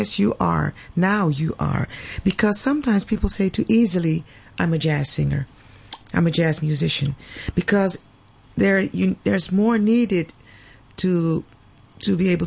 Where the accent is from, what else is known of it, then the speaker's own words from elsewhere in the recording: Suriname; now in Netherlands; I'm from Suriname, South America, and I live in Holland.